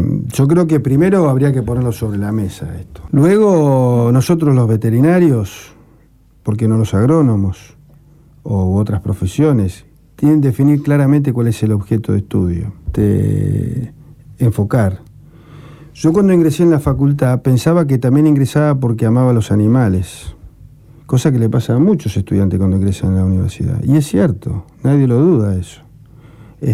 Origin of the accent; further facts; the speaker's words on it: Rosario, Santa Fe, Argentina; moved away; O sea, Rosario, yo soy hijo de Rosario, hace muchos años que vivo afuera.